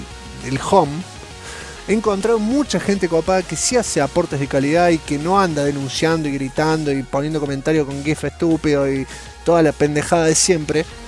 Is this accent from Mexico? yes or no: no; Comodoro Rivadavia, Chubut, Argentina; Soy de Comodoro, los presos no consiguieron la Play acá.